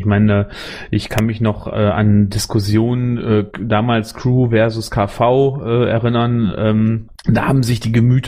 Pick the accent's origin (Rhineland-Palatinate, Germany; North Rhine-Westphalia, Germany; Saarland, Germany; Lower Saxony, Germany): North Rhine-Westphalia, Germany; Ich komme ja aus dem Kreis Borgen, hart auf dem Lande war das ein Thema.